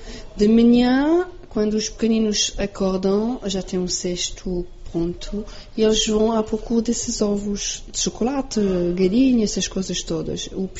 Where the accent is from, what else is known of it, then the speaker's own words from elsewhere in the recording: France; Portuguese is a second language; Pronto, eu sou francesa e tenho uma única tradição.